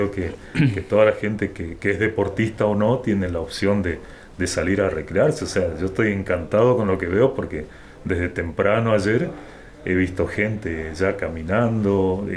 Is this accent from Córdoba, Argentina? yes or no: no; San Ignacio, Misiones, Argentina; qué más quisiera en mi pueblo, en San Ignacio, tener una pista.